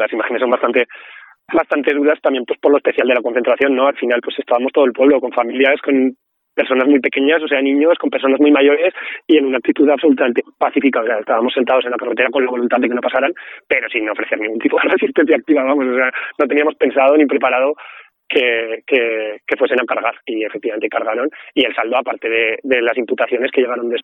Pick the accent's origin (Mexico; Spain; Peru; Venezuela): Spain; Artieda, Aragon; en el caso de mi pueblo la verdad es que son todo parcelas bastante pequeñas, la tierra, por suerte, no por nada, está bastante bien distribuida, pero también hay una parte importante que es del ayuntamiento, y al final el ayuntamiento, en el caso de Artieda